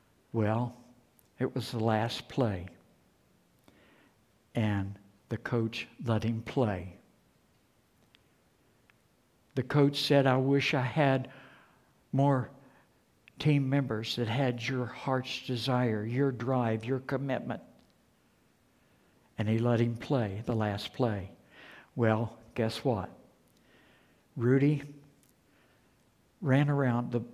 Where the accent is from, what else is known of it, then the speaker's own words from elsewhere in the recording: West Virginia, United States; I'm from West by God, Virginia.